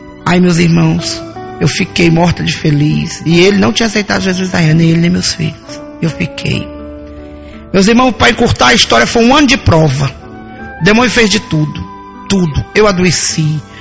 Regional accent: Bahia, Brazil; minha filha, eu sou baiana do Brasil.

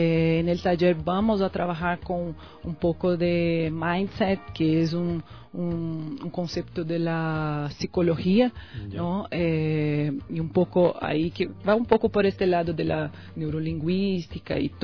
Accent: Macaé, Rio de Janeiro, Brazil; Spanish is a second language; moved away as an adult; also born or lived in Campo Grande; now in Ecuador; Yo también soy una mezcla, digamos así. Yo nací en Campo Grande, Mato Grosso do Sul, que es en la región central de Brasil, pero a mis 14 años fui a vivir en Macaé, que es una ciudad de Río de Janeiro.

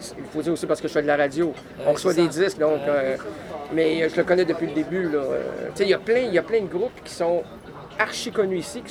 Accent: Quebec, Canada; chez nous au Québec. Très, très, très, très, très bien.

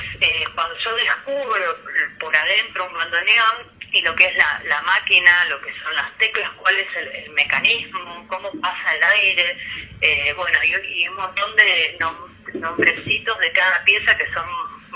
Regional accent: Buenos Aires, Argentina; soy del barrio de Flores de La Granata

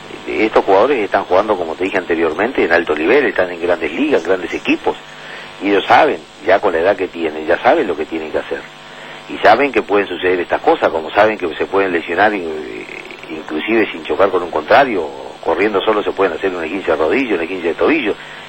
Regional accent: Uruguay; piensa como todo uruguayo, y yo también como uruguayo y como hincha

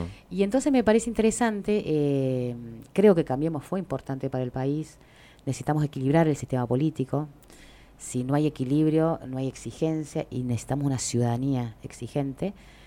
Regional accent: Buenos Aires, Argentina; yo soy de Capital, de la ciudad de Buenos Aires.

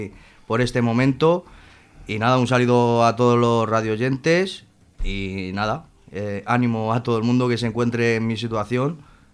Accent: Madrid, Community of Madrid, Spain; now in Zaragoza, Spain; Sí, yo soy madrileño, sí. Nací en Madrid. Y bueno, llevo aquí en Zaragoza desde hace un año.

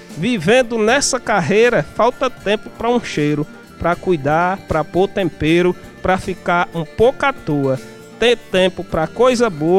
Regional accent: Crato, Ceará, Brazil; eu sou da cidade do Crato

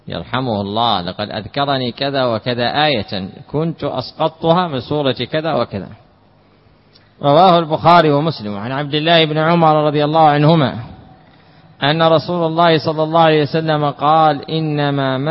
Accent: Hadramaut, Yemen; كما تعرفون مثلا عندنا في حضرموت جلسة الشاهي

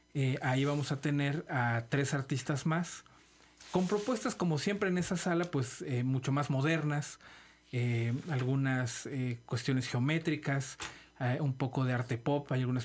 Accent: Mexico; También, pues, somos mexicanos

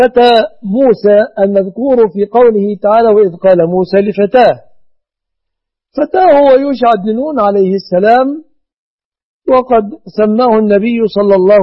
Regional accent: Egypt; بلادنا مصر

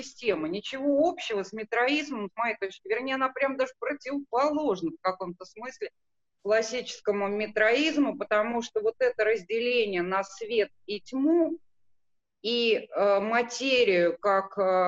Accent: Armenia; Ну, это самое, выступлю как вульгарная армянка, Да, замечу, что, конечно, и тут мы отметились

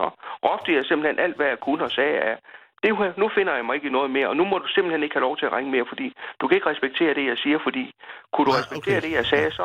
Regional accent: Mors, North Denmark Region, Denmark; now in Copenhagen, Denmark; Fra Mors i Jylland. Der kommer jeg fra, men jeg har boet i København siden 77. Jeg bor i Valby i øjeblikket.

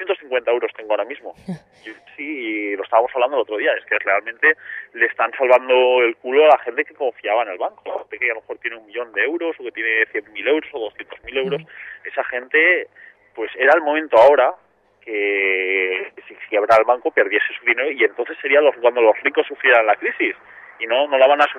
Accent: Jávea, Valencian Community, Spain; En mi pueblo, yo soy de Xavia

